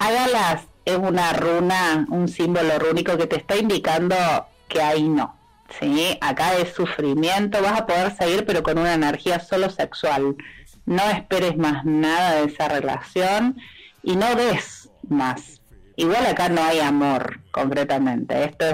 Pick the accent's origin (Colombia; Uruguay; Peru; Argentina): Argentina; Córdoba; De Córdoba capital.